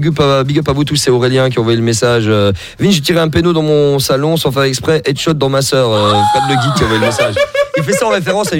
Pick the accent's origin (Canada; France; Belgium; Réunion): Belgium; Anderlecht, Brussels; je viens d'Anderlecht à la base